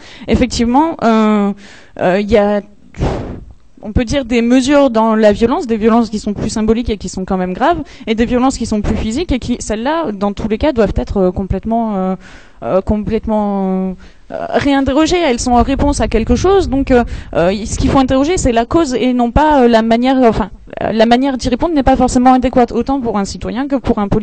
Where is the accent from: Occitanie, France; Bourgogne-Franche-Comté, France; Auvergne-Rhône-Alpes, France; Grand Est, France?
Occitanie, France; Perpignan; Moi et mon copain qui est pas là, on vient de Perpignan.